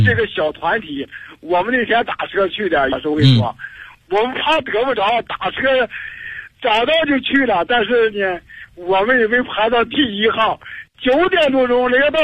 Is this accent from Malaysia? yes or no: no; Heilongjiang, China; 我这是一个农民，我是黑龙江的，今年67岁。